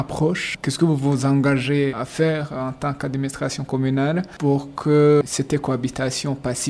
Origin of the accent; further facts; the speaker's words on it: Burambi, Rumonge, Burundi; Chez nous, à Burambi, sur 21 collines, nous cohabitons pacifiquement.